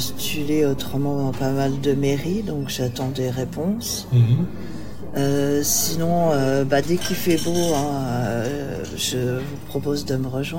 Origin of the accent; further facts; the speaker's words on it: Italy; J'ai des côtés méditerranéens, hein, je suis italienne.